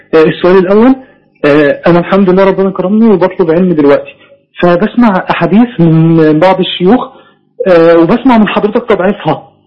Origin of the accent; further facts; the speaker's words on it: Giza Governorate, Egypt; انا من محافظة الجيزة.